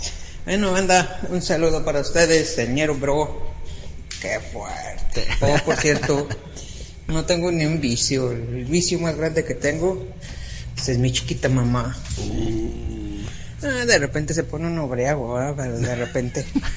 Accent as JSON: {"language": "Spanish", "town": "León", "region": "Guanajuato", "country": "Mexico", "said": "yo soy de León, Guanajuato, pero radico de este lado del charco."}